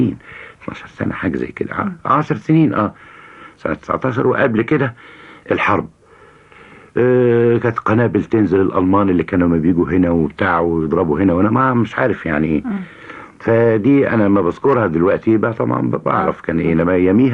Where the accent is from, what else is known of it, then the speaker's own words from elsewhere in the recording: Shubra, Cairo Governorate, Egypt; نشأت في شبرا.